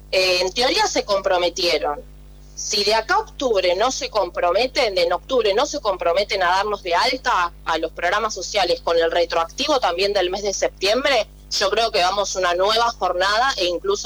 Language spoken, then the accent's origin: Spanish; Florencio Varela, Buenos Aires Province, Argentina; now in La Plata, Argentina; Yo por ejemplo era de Florencio Varela, me mudé a la ciudad de La Plata para poder estudiar y progresar.